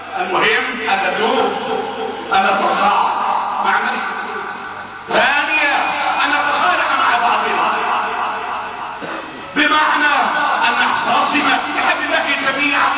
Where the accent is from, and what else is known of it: Egypt